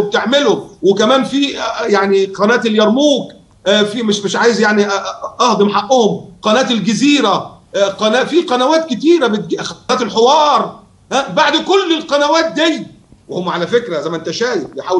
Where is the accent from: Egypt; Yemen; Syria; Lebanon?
Egypt; احنا مصريين